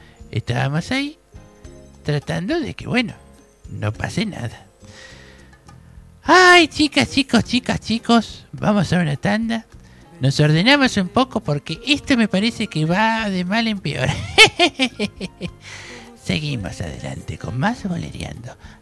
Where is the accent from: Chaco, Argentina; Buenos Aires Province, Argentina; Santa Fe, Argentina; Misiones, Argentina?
Buenos Aires Province, Argentina; Bellavista; also born or lived in San Miguel; Yo era de San Miguel, más soy de Bellavista